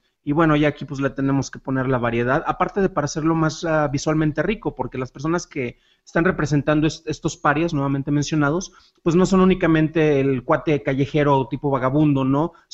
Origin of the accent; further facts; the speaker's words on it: San Juan de los Lagos, Jalisco, Mexico; Los que me conocen saben que soy originario de San Juan de los Lagos, allá en Jalisco.